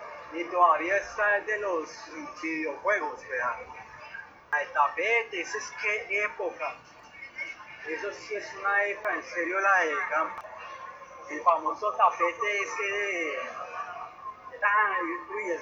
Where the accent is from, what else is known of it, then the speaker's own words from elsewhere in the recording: Bogotá, Colombia; acá en la capital de la República, en Bogotá, pues ahí donde yo nací.